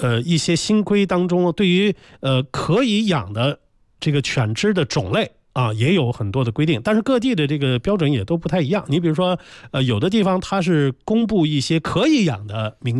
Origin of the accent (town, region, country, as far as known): China